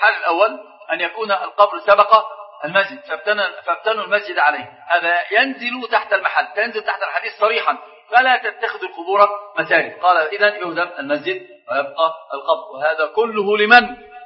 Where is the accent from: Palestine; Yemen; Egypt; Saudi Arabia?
Egypt; عندنا في مصر مثل عجيب